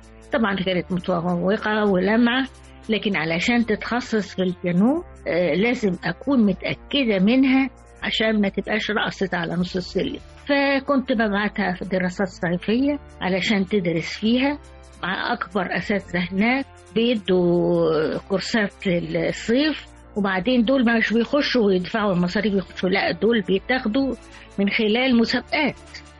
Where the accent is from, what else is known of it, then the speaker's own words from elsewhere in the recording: Egypt; عندنا في مصر